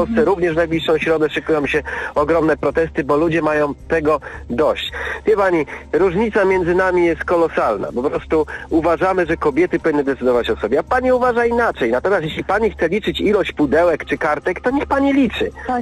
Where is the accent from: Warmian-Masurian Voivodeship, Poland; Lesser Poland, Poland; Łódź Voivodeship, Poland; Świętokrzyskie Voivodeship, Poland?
Łódź Voivodeship, Poland; Łódź; bo ja pochodzę z Łodzi i tutaj na tym proteście było około 10, nawet więcej, tysięcy ludzi